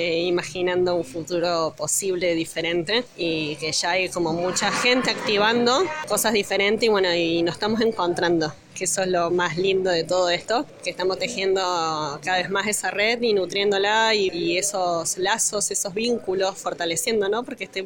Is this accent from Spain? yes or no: no; Córdoba, Argentina; vengo de las Sierras Chicas, de Sal Si Puedes